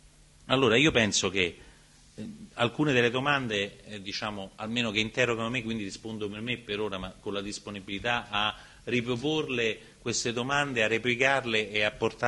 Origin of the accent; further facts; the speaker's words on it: Campania, Italy; accent: Neapolitan; diciamo la mia pronuncia, io sono molto locale, diciamo nel napoletano va a faticare